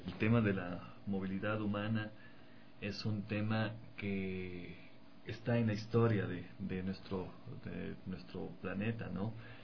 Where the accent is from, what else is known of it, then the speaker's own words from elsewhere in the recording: Ecuador; similar a la situación que en algún momento nosotros también como ecuatorianos lo vivimos